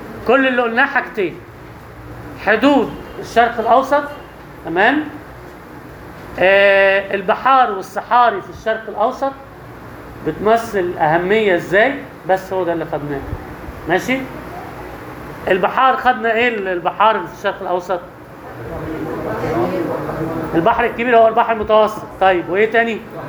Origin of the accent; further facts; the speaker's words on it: Egypt; بس يختلف في حاجات، تختلف بسيطة، في حاجات مش عندنا في مصر.